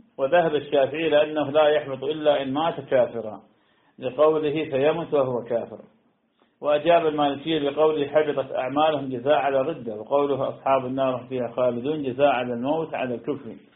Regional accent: Iraq; نعم عندنا بالعراق ما شاء الله نخيل تحمل

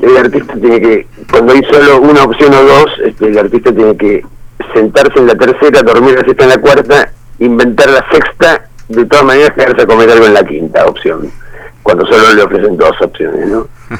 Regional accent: Villa Gesell, Buenos Aires Province, Argentina; había pasado por mi pueblo, la pena era que yo había nacido 5 minutos antes, 5 minutos más tarde, o bueno, en fin, tenía 7 años cuando todo eso pasaba.

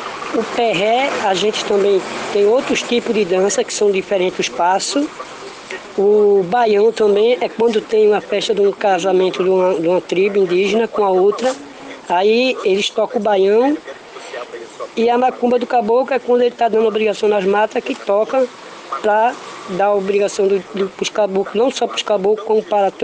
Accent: Recife, Pernambuco, Brazil; also born or lived in Maceió; Sim, eu nasci em Maceió, nós somos bebedores. Fui adotado pelo mestre Zé Alfaiate, de uma tribo indígena, que a minha mãe deu ao mestre Zé Alfaiate. Aí ele me trouxe para Recife em 70.

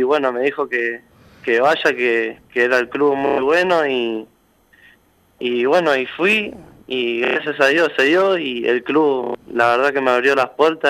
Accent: Moreno, Buenos Aires Province, Argentina; Yo soy de Moreno, barrio Mariló.

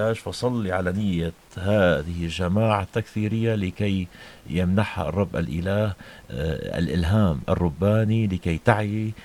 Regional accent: Latakia, Latakia Governorate, Syria; سيدتي المحترمة، أنا ابن اللاذقية.

